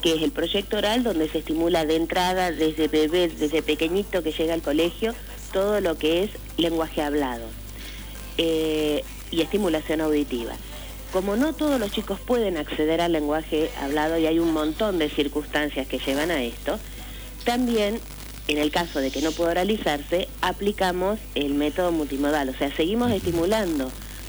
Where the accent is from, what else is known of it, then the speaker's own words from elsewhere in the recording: Buenos Aires, Argentina; now in Olavarría, Argentina; Porque como porteña reconozco que todo el centro está en Buenos Aires.